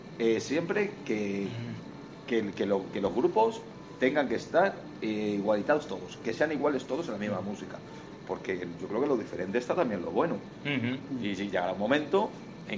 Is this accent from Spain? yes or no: yes; Spain; Nosotros somos de España